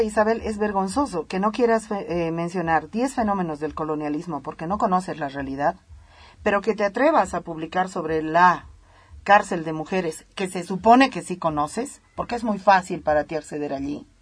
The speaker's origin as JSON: {"language": "Spanish", "country": "Bolivia", "said": "te lo digo yo como boliviana, si te sirve."}